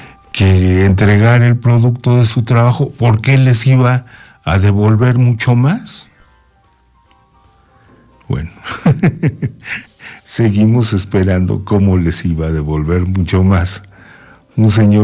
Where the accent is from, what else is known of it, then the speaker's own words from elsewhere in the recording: Mexico; fuera de México y de nuestro ámbito ideológico, ¿verdad?